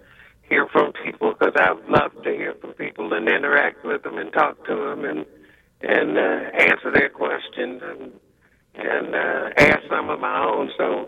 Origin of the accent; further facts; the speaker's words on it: Chicago, Illinois, United States; accent: Chicago drag; now in Las Vegas, United States; I'm in Vegas. I'm from Chicago.